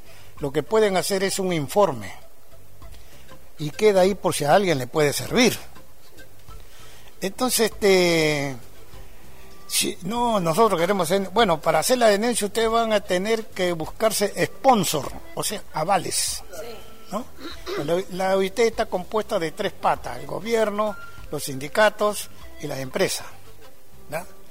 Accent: Argentina; para que ellos sepan de que acá también vivimos seres humanos y somos argentinos

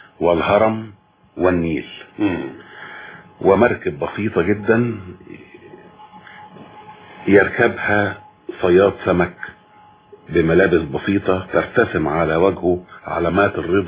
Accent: Sobk El Dahak, Monufia Governorate, Egypt; كل أجازة صيف لابد أن نتجه إلى قريتنا في الريف ننقص هناك في محافظة المنوفية

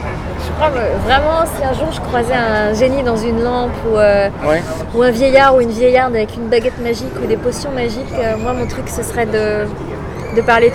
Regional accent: East France, France; born there; now in Paris, France; Je suis née dans l'Est de la France.

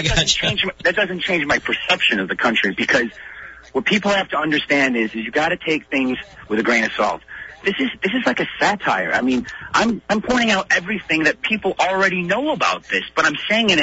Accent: Chicago, Illinois, United States; moved away as an adult; I grew up in Chicago. It's freezing cold.

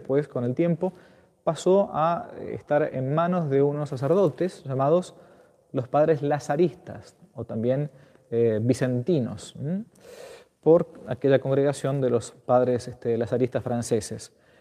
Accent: Argentina; En mi país, en la Argentina, tenemos la devoción a la Santísima Virgen María en su advocación de Luján.

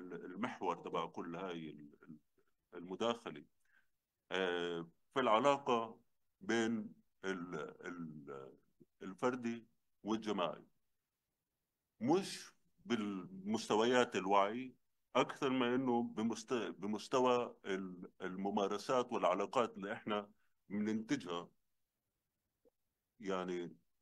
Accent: Palestine; زي ما احنا بنعرف كفلسطينيين او على القليل انا كحدا اللي مولود بالثمانينات ب 1982 تحديدا

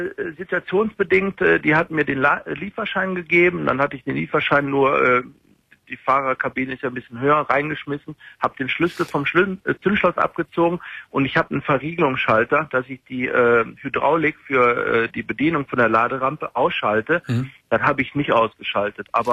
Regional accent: Germany; weil als Deutscher wirst du ja in Holland diskriminiert.

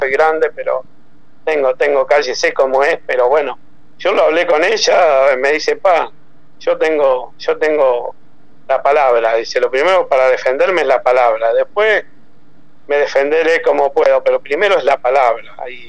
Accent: Argentina; yo soy muy nacionalista, ¿eh? Yo soy, para mí no hay como Argentina, y bueno, la verdad, le pasó eso en mi país, me duele.

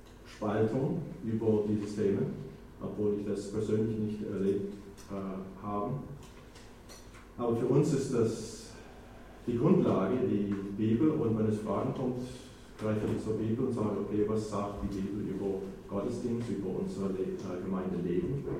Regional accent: United States; moved away as an adult; now in Germany; ich komme ursprünglich aus den USA. Wir sind 79, ich und meine Frau nach Deutschland gekommen, als Gemeindegründer.

